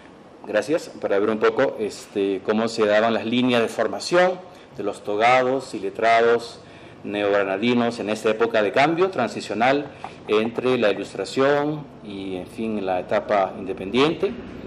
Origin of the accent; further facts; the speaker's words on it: Peru; sobre todo nosotros como peruanos